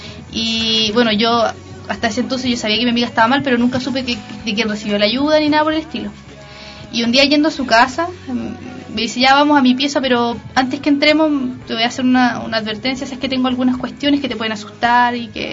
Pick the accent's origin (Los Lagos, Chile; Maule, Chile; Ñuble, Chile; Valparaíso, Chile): Los Lagos, Chile; Queilén; soy de Chiloé, específicamente de Keilan